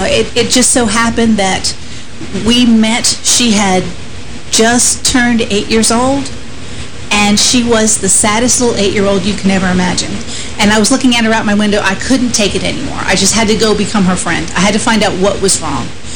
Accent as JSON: {"language": "English", "region": "Northeast", "country": "United States", "lives_now": "Hendersonville, United States", "said": "I come from the Northeast. I had to move over 800 miles to here, to Hendersonville, to be in this ministry for God to heal me."}